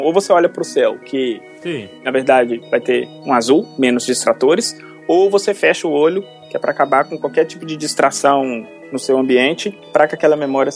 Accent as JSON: {"language": "Portuguese", "town": "Belo Horizonte", "region": "Minas Gerais", "country": "Brazil", "said": "eu sou de Belo Horizonte, fiz minha graduação na Faculdade de Filosofia e Ciências Humanas lá do UFMG."}